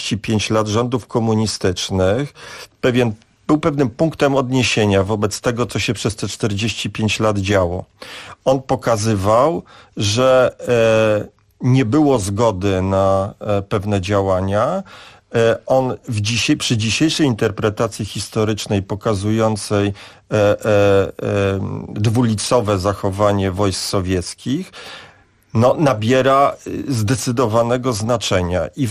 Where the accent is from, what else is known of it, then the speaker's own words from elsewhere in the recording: Warsaw, Masovian Voivodeship, Poland; tak jak ja jako warszawiak patrzę